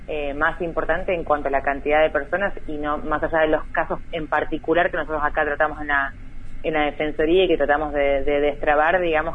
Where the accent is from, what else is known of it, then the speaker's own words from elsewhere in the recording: Puerto Madryn, Chubut, Argentina; Soy de Puerto Madryn